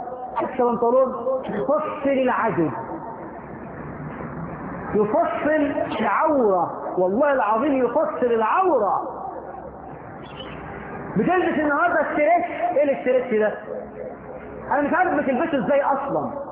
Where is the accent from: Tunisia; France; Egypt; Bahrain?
Egypt; احنا في مصر الدنيا احنا فهمنا حديث النبي المقلوب